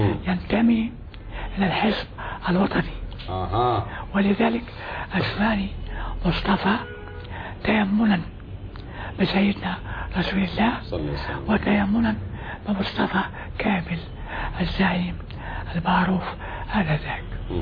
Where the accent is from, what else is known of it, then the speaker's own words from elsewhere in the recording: Gharbia, Egypt; قريتي كانت قرية صغيرة يوم ولدت